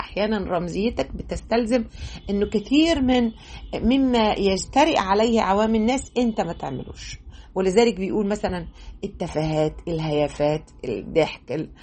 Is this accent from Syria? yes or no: no; Egypt; فأنا كمصرية عادي يعني هناك بقى كنا أول مرة نقابل إنك أنت، إحنا في مصر هنا